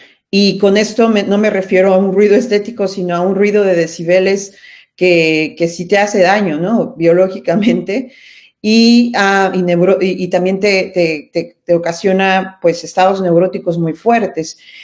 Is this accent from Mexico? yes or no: yes; Mexico City, Mexico; en la Ciudad de México, por ejemplo, de donde yo vengo